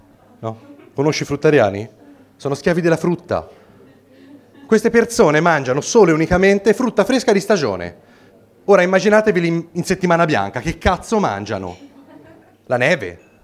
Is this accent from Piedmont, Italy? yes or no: no; Florence, Tuscany, Italy; si sente dall'accento? Sì. Io vengo da Firenze, dicono che noi toscani siamo un po' campanilisti e chiusi